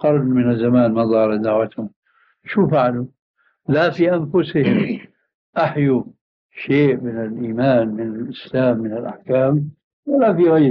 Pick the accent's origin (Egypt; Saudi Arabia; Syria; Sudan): Syria; أي مشهورة عندنا في سوريا